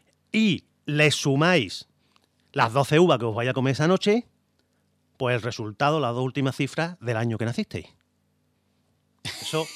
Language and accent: Spanish; Jijona, Valencian Community, Spain; de turrón bueno, de Gijona, turrón de mi tierra.